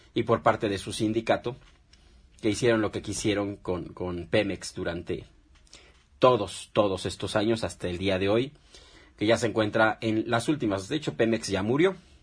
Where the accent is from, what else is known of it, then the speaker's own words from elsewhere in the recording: Mexico; el verdadero problema que estamos atravesando económicamente en la actualidad como mexicanos.